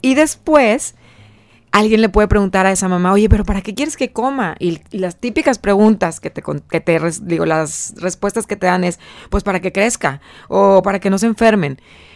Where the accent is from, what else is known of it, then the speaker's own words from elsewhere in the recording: Acapulco, Guerrero, Mexico; yo crecí en Acapulco, es haz de cuenta que tengo ahí todos mis recuerdos, adoro me encanta Guerrero